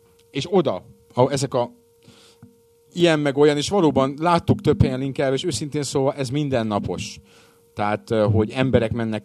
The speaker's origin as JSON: {"language": "Hungarian", "country": "Hungary", "said": "Magyar paraszt vagyok, nekem az Halo."}